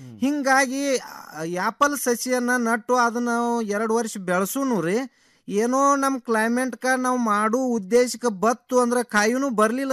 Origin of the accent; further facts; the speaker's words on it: Maheshwadgi, Karnataka, India; now in Kulali, India; ನಾವು ಮೂಲತಃ ಅತ್ನಿ ತಾಲೂಕ ಮಹೇಶ್ವಾಡಿಗೆ ಅವ್ರ ರೀ. ಮುಂದ ಇಲ್ಲಿ ಬಾಗಲಕೋಟೆ ಜಿಲ್ಲೆ ಮುಧೋಳ ತಾಲೂಕ ಕುಳಲಿ ಒಳಗ 15 ವರ್ಷದಿಂದ ಒಂದ್ ಸ್ವಲ್ಪ ಜಮೀನ್ ತಗೊಂಡಿದ್ದೀವಿ ರೀ.